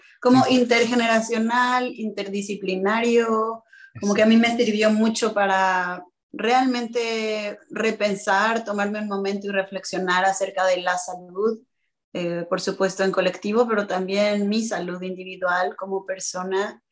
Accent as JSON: {"language": "Spanish", "region": "Mexico City", "country": "Mexico", "tie": "born or raised there", "moved": "as an adult", "lives_now": "Los Angeles, United States", "said": "Yo nací y crecí, viví 28 años en Ciudad de México, la Gran Tenochtitlán, y luego soy inmigrante de primera generación. Ahora vivo en Tierra Chumash, lo que también se conoce como Los Ángeles, en California."}